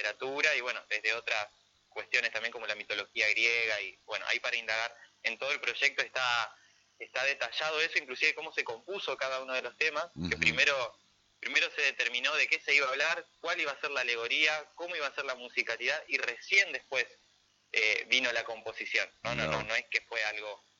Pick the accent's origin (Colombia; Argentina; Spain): Argentina; Concordia, Entre Ríos; yo soy de Concordia y esto es nuestro.